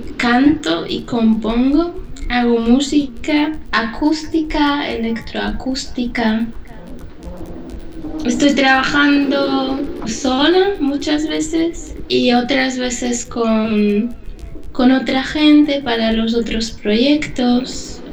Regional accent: Slovakia; Spanish is a second language; now in Czech Republic; Ahora estoy en República Checa, pero yo vengo de República Eslovaca. Y mi país natal, Eslovaquia, está al sur de Polonia.

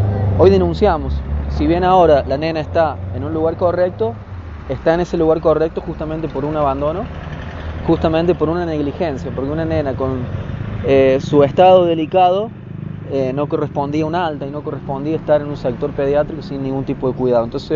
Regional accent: San Luis, Argentina; somos de San Luis, pero el lugar más cercano para tener familias era Villa Dolores, ya que la mamá es de La Finur, un pueblo de San Luis.

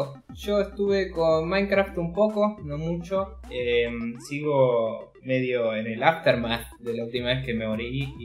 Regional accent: Argentina; Siendo argentino, no, ningún store digital te lo proveía. Te decía que no estaba soportado en el país.

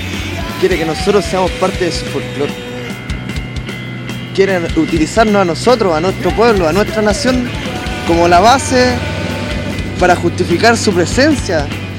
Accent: Chile; Somos un pueblo que siempre ha estado aquí, que nació en esta tierra y va a morir aquí. Va a morir peleando, aunque sea peleando por ahí. Nosotros no somos Chile, no somos chilenos, somos mapuches.

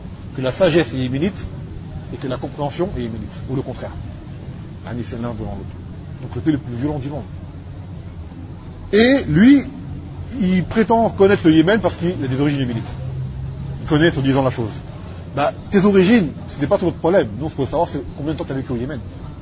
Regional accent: Martinique; Je ne suis pas d'origine yéménite, je suis martiniquais, d'accord.

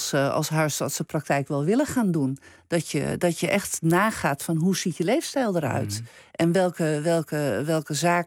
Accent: Netherlands; ik denk dat wij als Nederlander ook wel vinden dat we zo'n beetje overal recht op hebben.

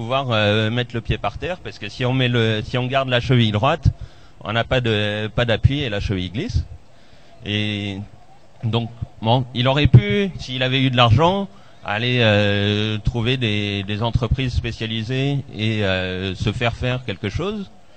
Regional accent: Albi, Occitanie, France; parce que moi je viens d'Albi

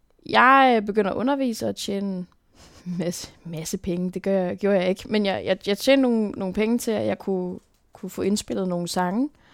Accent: Tisvilde, Capital Region, Denmark; Men jeg er opvokset i Tisvilde, og det var bare en af de smukkeste dele af mit liv.

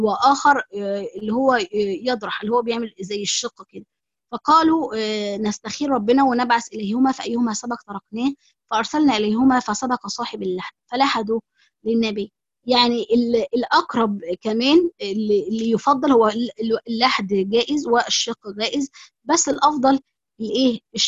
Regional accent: Egypt; يعني الطريقتين دول مش هما الطرق اللي احنا مثلا في مصر، يعني بما ان انا مصرية

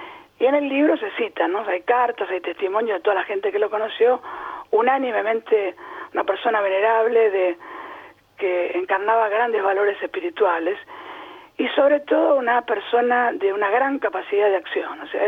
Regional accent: Buenos Aires, Argentina; born there; nací en Versalles, en Capital.

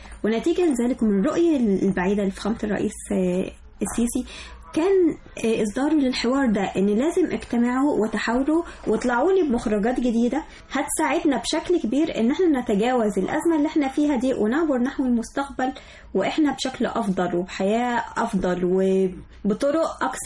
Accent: Egypt; وبتواجهنا احنا كمصريين بصفة خاصة

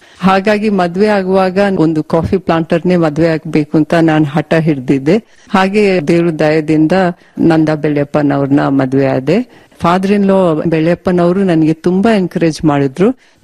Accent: Karnataka, India; also born or lived in Karwar / Bangalore; ನಾನು ಹುಟ್ಟಿದ್ದು ಕಾರವಾರ ಜಿಲ್ಲೆಯಲ್ಲಿ, ಬೆಳೆದಿದ್ದು ಕರ್ನಾಟಕದಲ್ಲಿ, ಆದ್ರೆ ಬೇರೆ ಬೇರೆ ಟೌನ್ ಅಲ್ಲಿ, ಮತ್ತೆ ಬ್ಯಾಂಗ್ಳೂರಲ್ಲಿ.

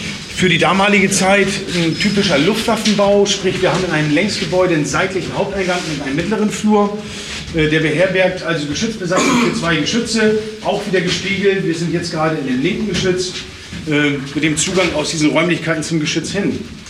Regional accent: Northern Germany, Germany; Ich bin ein Norddeutscher.

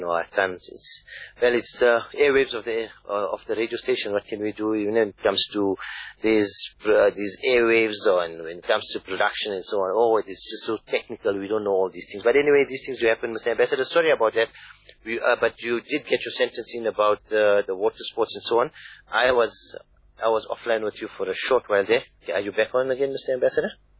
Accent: South Africa; Now, from as a South African, my first point of entry into the country

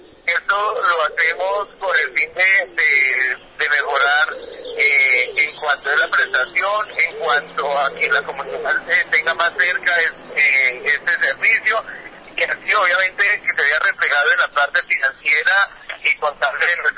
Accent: Boyacá, Colombia; yo vengo de Boyacá, no tengo ningún compromiso político

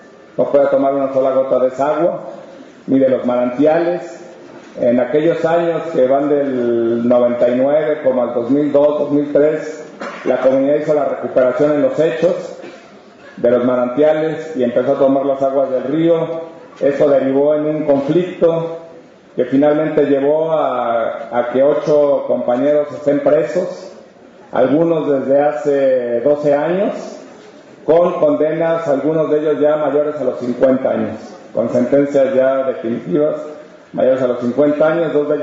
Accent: San Pedro Tlanisco, State of Mexico, Mexico; soy originario de San Pedro Tlanisco, Estado de México, pueblo indígena náhuatl. Me encuentro recluido en la cárcel de Santiaguito, Almoloya de Juárez

